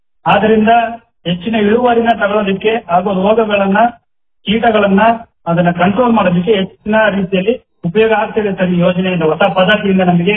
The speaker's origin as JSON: {"language": "Kannada", "town": "Tejur", "region": "Karnataka", "country": "India", "tie": "born or raised there", "said": "ನನ್ನ ಊರು ಬಂದ್ಬಿಟ್ಟು ತೇಜೂರು."}